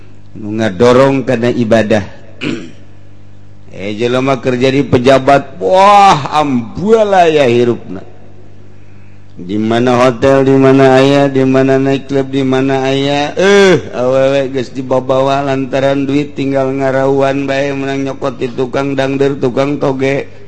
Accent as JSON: {"language": "Indonesian", "region": "Jakarta", "country": "Indonesia", "said": "Aduh, saya dari Jakarta."}